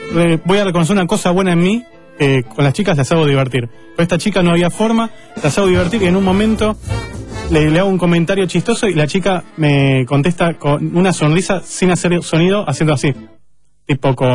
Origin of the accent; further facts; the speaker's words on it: Argentina; Yo hablo en español porque soy argentino.